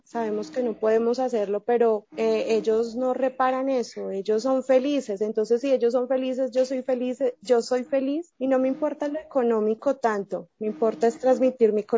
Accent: Medellín, Antioquia, Colombia; now in Bogotá, Colombia; Soy de Colombia, soy de Medellín, Colombia, pero estoy radicada en la ciudad de Bogotá.

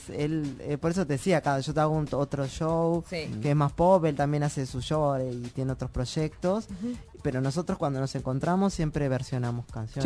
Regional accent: Tacuarembó, Uruguay; nunca la había presentado en mi pueblo, que es en Tacuarembó, en mi ciudad.

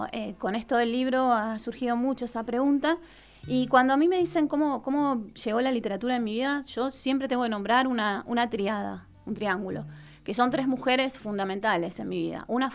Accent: Buenos Aires, Argentina; Yo nací en Buenos Aires, en Ciudad de Buenos Aires. En realidad nací en un barrio que se llama Villa del Parque, pero a los 2 años, para mí, mi nacimiento fue en Lugano, que es un barrio de Ciudad de Buenos Aires

